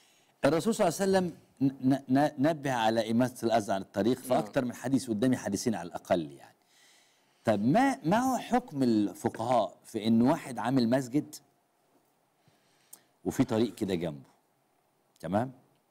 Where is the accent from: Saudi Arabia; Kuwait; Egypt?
Egypt; Upper Egypt; يعني احنا عندنا في الصعيد الناس تبني على الترع والحاجات دي